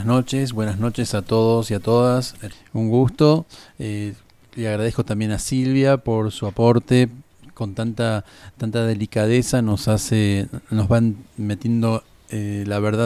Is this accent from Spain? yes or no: no; Rosario, Santa Fe, Argentina; born there; soy argentino, nacido en la ciudad de Rosario. Por ahí me pueden faltar las S cuando las pronuncio